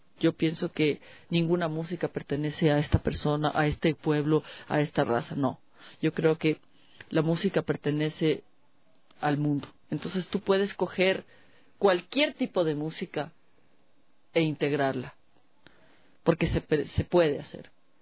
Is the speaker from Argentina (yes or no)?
no; Ecuador; porque no somos nosotros, somos ecuatorianos.